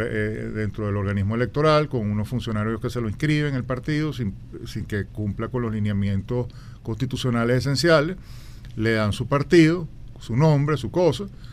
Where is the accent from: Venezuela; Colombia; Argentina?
Venezuela; yo no soy inglés, ni soy tibetano, soy venezolano y estoy en Venezuela